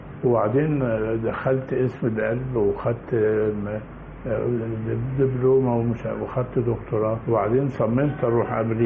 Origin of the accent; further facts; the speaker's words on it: Mansoura, Dakahlia, Egypt; انا اتعلمت من اتولدت في المنصورة، ووالدي ووالدتي من الدقهلية، واتعلمت في المدرسة الابتدائي.